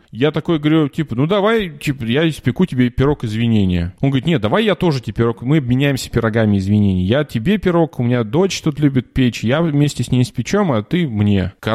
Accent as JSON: {"language": "Russian", "town": "Cherepovets", "region": "Vologda Oblast", "country": "Russia", "lives_now": "Germany", "said": "я ж парень из Череповца"}